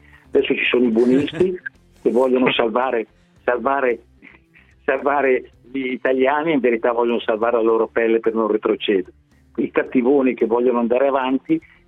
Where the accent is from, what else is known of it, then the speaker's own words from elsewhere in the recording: Lombardy, Italy; io sono lombardo